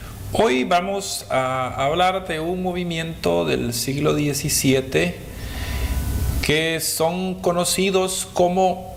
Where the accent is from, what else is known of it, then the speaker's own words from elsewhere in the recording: Guatemala; por el área oriental de Guatemala. Ahí fue donde yo las escuché hablar por primera vez, y porque en el pueblo de donde yo soy